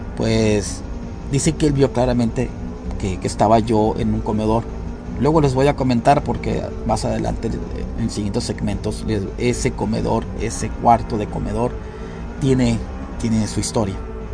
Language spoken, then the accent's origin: Spanish; Nuevo Laredo, Tamaulipas, Mexico; el río Bravo, que separa mi ciudad natal, que es Laredo, Texas, con la ciudad donde yo crecí, Nuevo Laredo, Tamaulipas, México.